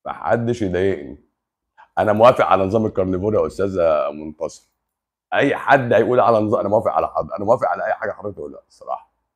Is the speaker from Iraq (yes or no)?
no; Upper Egypt, Egypt; مصر جميله، مصر جميله. بص انا من الصعيد